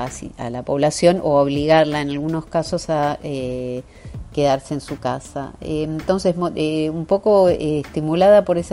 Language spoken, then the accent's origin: Spanish; Argentina; now in Los Angeles, United States; Soy argentina, pero desde el año 2001 vivo en Estados Unidos, en este momento en la ciudad de Los Ángeles.